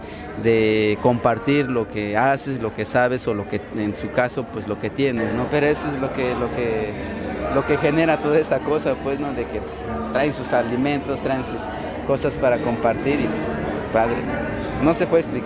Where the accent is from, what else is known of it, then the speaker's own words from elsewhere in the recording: Guerrero, Mexico; now in Mexico City, Mexico; aunque no fueran de mi pueblo, por lo menos de Guerrero, pues, ¿no?